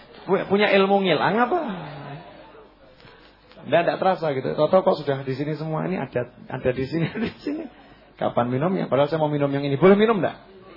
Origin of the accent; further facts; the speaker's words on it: Java, Indonesia; Ini kita orang Jawa ya begini nih, udah ini memang warisan leluhur ini.